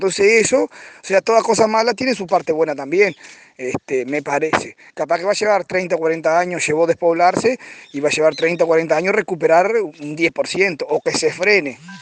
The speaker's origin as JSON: {"language": "Spanish", "town": "Caraguatá", "region": "Tacuarembó", "country": "Uruguay", "tie": "born or raised there", "said": "porque es más pueblito. Y de ahí todos se van para Montevideo, o a Tacuarembó, o a Melo. Caraguatá es mi pueblo, es mi zona."}